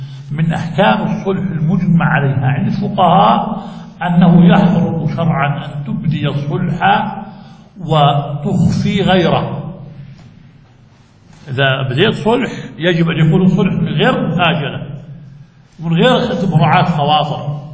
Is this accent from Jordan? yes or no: yes; Jordan; وممن استفاد منها بلادنا الأردن